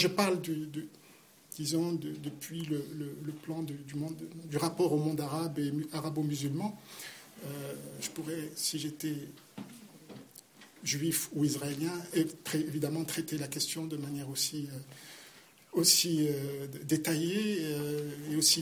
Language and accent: French; Geneva, Switzerland; also born or lived in Morocco; Moi, je suis un produit genevois, donc c'est vrai que... Mais je suis marocain et suisse, donc si vous voulez, j'ai toute ma vie vécu dans différents pays, notamment du monde arabe, mais j'ai toujours eu aussi ce lien avec la Genève